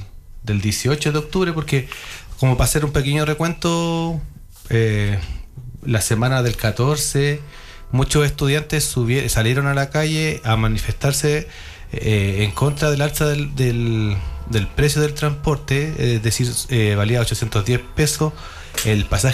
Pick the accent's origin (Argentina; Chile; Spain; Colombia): Chile; que lo tenemos que cuidar como chileno y chilena